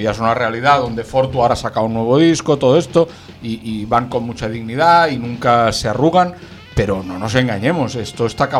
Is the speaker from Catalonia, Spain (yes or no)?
yes; Catalonia, Spain; Y yo soy catalán.